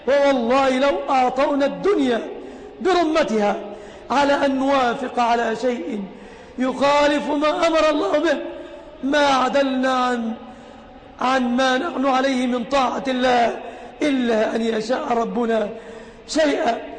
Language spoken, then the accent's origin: Arabic; Egypt; يا ربنا احفظ بلادنا مصر آمنة مطمئنة